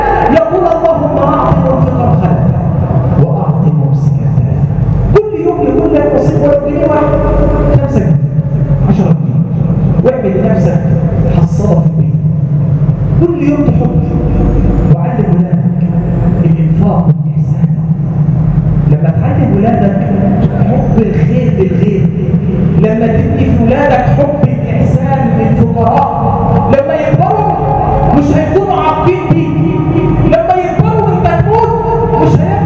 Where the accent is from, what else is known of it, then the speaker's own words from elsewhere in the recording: Egypt; اللهم ارزق بلادنا مصر الأمن والأمان،